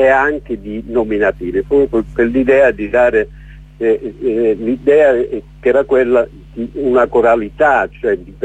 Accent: Paola, Calabria, Italy; born there; un avvocato del mio paese di nascita, Paola, in Calabria

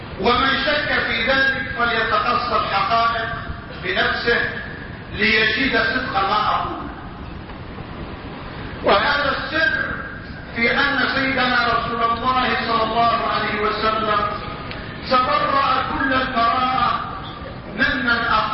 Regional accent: Morocco; ومع الأسف الشديد يقع هذا أيضا عندنا في المغرب

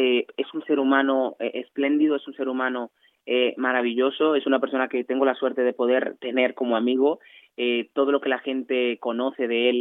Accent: Vicente Noble, Barahona, Dominican Republic; yo vengo de un país de la República Dominicana, o sea, vengo de la República Dominicana, vengo de un pueblo del sur que se llama Vicente Noble, del que estoy orgullosísimo.

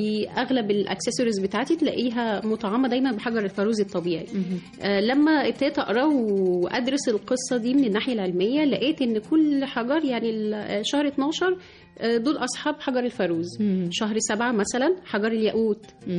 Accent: Egypt; هو احنا بيوتنا كلنا كمصريين هتلاقي عندنا النحاس موجود بشكل أساسي

